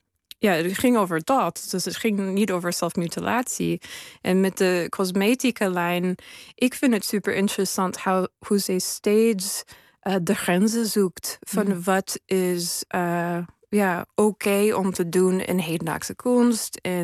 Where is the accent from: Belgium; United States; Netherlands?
United States; Dutch is a second language; Ik ben natuurlijk geen Nederlander. Ik kom uit Amerika.